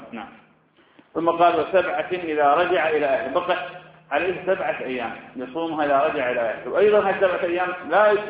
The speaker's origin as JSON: {"language": "Arabic", "town": "Ramadi", "region": "Anbar", "country": "Iraq", "said": "وأنا أعرف شخص من أشخاص عندنا في الرمادي"}